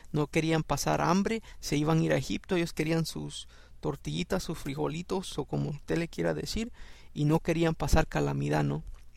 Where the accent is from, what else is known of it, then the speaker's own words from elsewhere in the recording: El Salvador; accent: Salvadoran; y estoy usando mi acento salvadoreño también